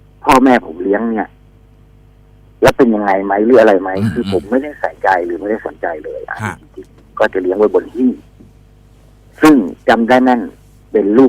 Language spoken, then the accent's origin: Thai; Prachuap Khiri Khan, Thailand; แล้วช่วงนั้นที่ผมอยู่ที่ประจวบเนี่ยคืออยู่ในค่ายธนรัตน์ปางบุรีร